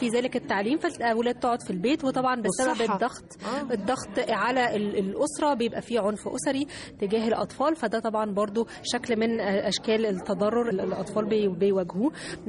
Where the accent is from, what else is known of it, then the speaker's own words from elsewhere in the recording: Egypt; مش بس احنا يعني كمصريين بس